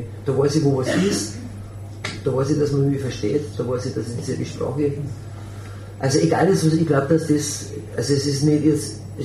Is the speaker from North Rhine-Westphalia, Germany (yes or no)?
no; Bavaria, Germany; Und dann bin ich ein Bayer und bin ein bisschen anders drauf